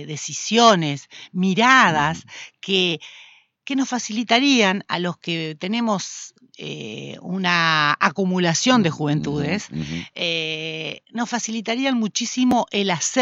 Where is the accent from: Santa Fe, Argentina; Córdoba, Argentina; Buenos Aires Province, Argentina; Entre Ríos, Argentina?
Entre Ríos, Argentina; Concordia; Yo hace 61 años nací en Concordia, me desarrollé en Concordia, vivo en Concordia, Concordia es mi ciudad.